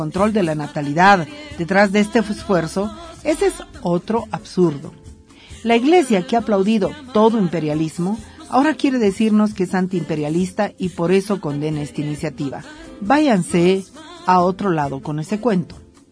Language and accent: Spanish; Bolivia; como mujeres bolivianas defenderemos la despenalización del aborto por convicciones propias